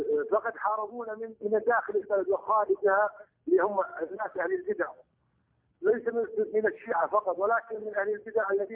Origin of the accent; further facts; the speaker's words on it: Iraq; قد حوربنا من خارج العراق وداخل العراق